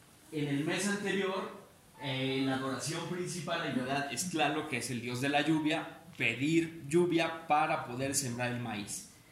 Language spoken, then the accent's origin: Spanish; Veracruz, Mexico; la tercera cosmovisión es de la región de donde yo vengo, bueno, más o menos cercano del actual estado de Veracruz, en la parte